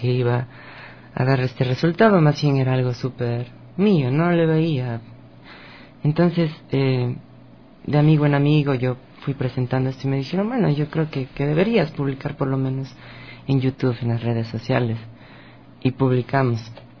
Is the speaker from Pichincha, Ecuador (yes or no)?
yes; Quito, Pichincha, Ecuador; born there; De Quito, justamente.